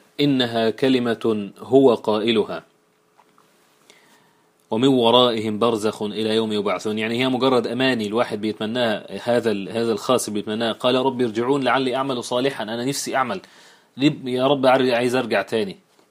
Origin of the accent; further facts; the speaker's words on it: Egypt; والعجوز اللي احنا بنقولها احنا كمصريين على الكبير في السن